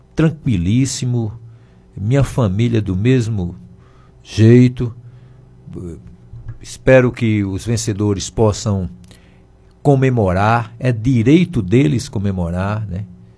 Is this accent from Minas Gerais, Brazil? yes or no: no; Campos Sales, Ceará, Brazil; aos meus conterrâneos da minha terra. Conterrâneo da minha terra foi legal